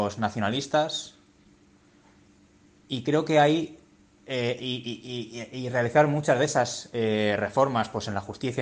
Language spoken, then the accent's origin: Spanish; Madrid, Community of Madrid, Spain; Aunque en estas elecciones de Madrid, yo soy de Madrid, no sé qué haré, la verdad.